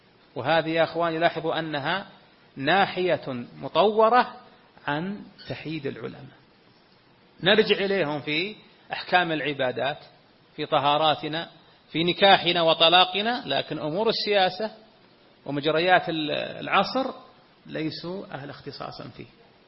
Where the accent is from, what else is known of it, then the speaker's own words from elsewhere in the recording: Saudi Arabia; بلدنا المملكة العربية السعودية ما زال فيها الحمد لله كوكبة من أهل العلم